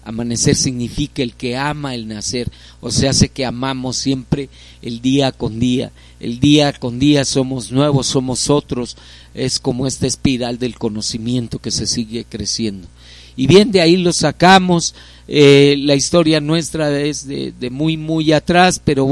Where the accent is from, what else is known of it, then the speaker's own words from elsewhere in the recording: Iztapalapa, Mexico City, Mexico; Sí, algunos somos originarios de Iztapalapa, uh-huh. O sea, sé que nacimos acá.